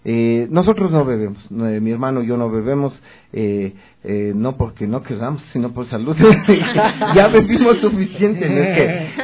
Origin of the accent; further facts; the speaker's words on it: Conocoto, Pichincha, Ecuador; como yo me siento un poquito aledaño, soy de Conocoto